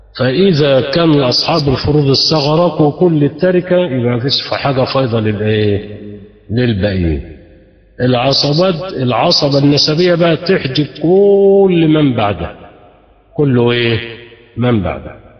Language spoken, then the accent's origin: Arabic; Egypt; اللي احنا بنسميه في عندنا في مصر نسيبنا